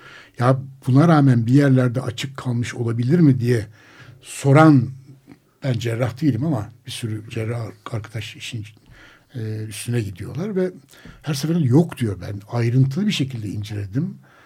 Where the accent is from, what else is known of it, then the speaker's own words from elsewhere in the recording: Kars, Turkey; hepimiz Anadolu'dan gelen kuşaklar, ben Kars'tan